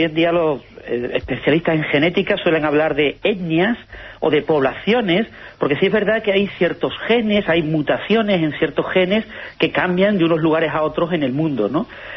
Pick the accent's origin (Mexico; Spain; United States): Spain; yo, que soy español